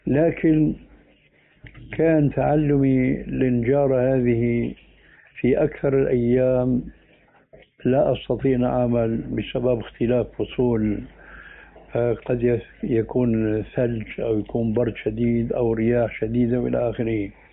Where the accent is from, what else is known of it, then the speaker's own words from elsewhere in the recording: Damascus, Damascus Governorate, Syria; moved away as an adult; أنا هاجرت من دمشق إلى هنا لما نظرت أنه دمشق بدأت تنحرف